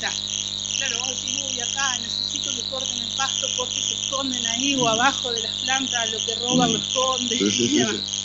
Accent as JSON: {"language": "Spanish", "country": "Argentina", "said": "Pues yo soy de la idea de estas leyes, de que todos somos argentinos."}